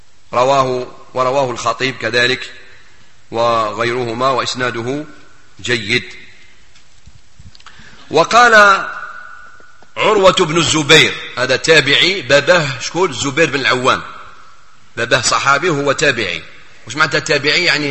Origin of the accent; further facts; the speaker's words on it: Algeria; في بلادنا الجزائر